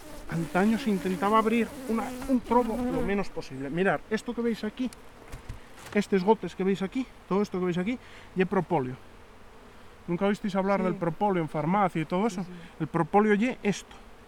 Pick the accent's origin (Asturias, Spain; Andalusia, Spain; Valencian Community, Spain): Asturias, Spain; Ibias; Bueno, yo soy de Ibias y en Ibias la única diferencia que hay con Degaña es la utilización del corcho.